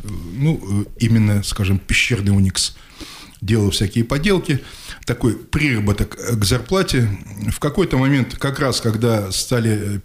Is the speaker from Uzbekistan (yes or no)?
yes; Samarkand, Samarqand Region, Uzbekistan; moved away as an adult; Я родился 22 ноября 1962 года в городе Самарканде. Прожил там до 93 года. Там работал на Самаркандском химическом заводе в качестве электрика.